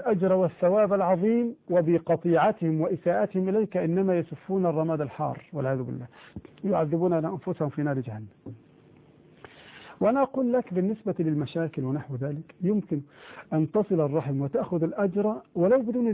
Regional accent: Egypt; في مصر عندنا هنا القائمة تسمى الصداق بما فيها المؤخر

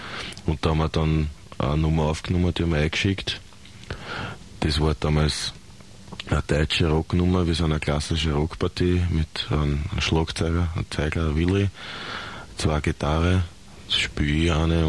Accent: Vöcklabruck, Upper Austria, Austria; wir sind aus Vöcklabruck und sind zusammengesessen bei uns im Kirchenköller

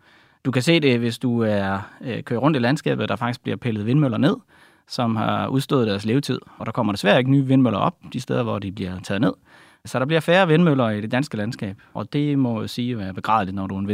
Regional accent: Jutland, Denmark; Og man kan sige, at det er nok en meget jysk ting, jeg er selv fra Jylland, at prøve at bruge det, man har.

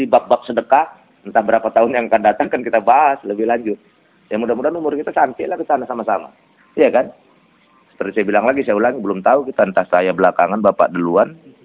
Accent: Kuala Tanjung, North Sumatra, Indonesia; Tapi jangan muncul fanatisme seperti di kampung saya di Kuala Tanjung.

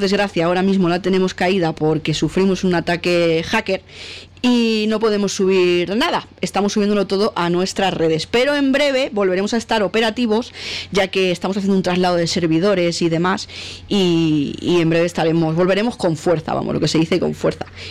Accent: Catalonia, Spain; born there; yo emito desde Cataluña. Aunque casi que soy más madrileña, pero no. Yo nací en Cataluña y emito desde Cataluña.

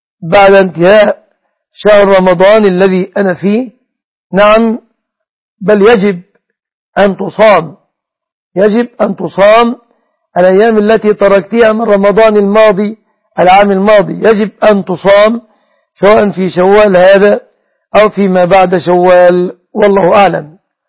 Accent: Egypt; أنا مصري مثلك يا أشرف

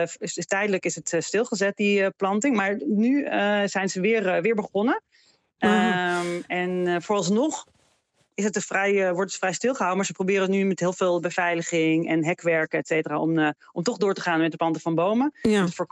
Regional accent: Israel; born there; Dutch is a second language; ik ben in Israël geboren. En dat was zeker toen, maar nu nog steeds, heel erg gebruikelijk.

